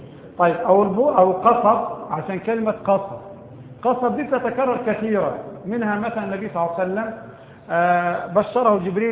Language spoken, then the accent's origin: Arabic; Egypt; البوص عندنا في مصر ثلاث أنواع